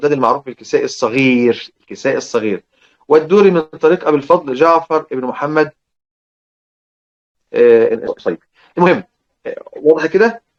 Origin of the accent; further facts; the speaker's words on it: Egypt; وعلى فكره عندنا في مصر بقايا كلمات للازرق لورش موجوده عندنا في مصر